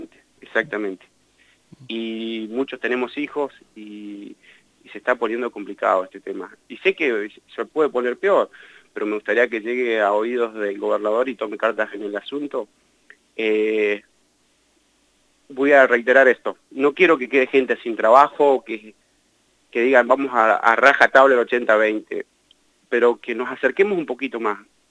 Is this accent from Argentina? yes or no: yes; Argentina; todos somos argentinos y todos necesitamos laburar